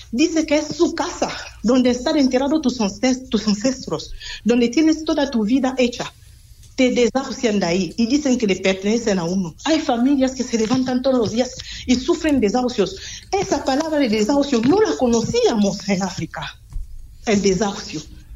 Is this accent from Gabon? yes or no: yes; Gabon; En mi país, en Gabón, mi país